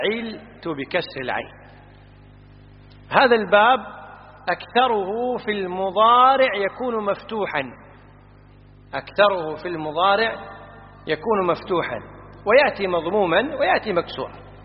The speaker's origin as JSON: {"language": "Arabic", "country": "Kuwait", "said": "احنا عندنا في الكويت يقولون بلعت"}